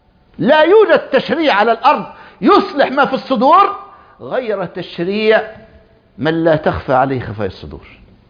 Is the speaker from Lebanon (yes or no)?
no; Egypt; بل كان عندنا في مصر